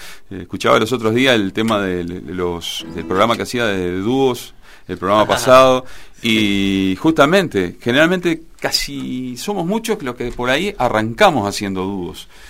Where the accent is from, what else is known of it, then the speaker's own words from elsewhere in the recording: Florida, Uruguay; also born or lived in Montevideo; Soy un floridense, que he pasado por muchos lados, ¿no? Nací en Florida, pero Casupá está, como lo decías tú, viví muchos años en Montevideo, hoy estoy en Flores.